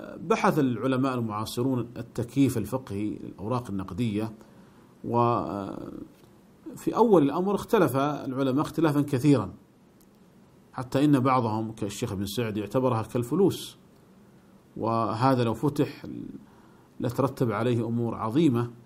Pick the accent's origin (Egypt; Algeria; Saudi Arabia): Saudi Arabia; فمثلا عندنا في المملكة العربية السعودية كان الريال يكتب عليه قديما